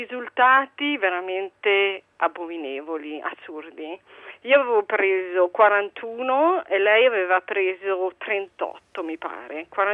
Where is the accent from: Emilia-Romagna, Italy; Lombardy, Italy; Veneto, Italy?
Lombardy, Italy; Milan; now in Bacoli, Italy; No, sono di Milano.